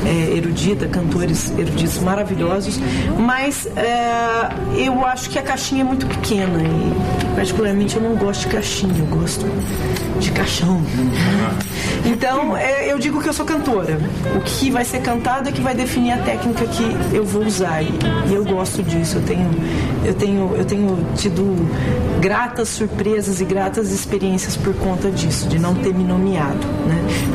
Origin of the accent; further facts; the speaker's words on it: Jundiaí, São Paulo, Brazil; also born or lived in Minas Gerais; Eu sou jundiaiense, eu sou de Jundiaí, jundiaiense de nascença, mas a minha formação musical, vamos dizer assim, foi toda feita no sul de Minas.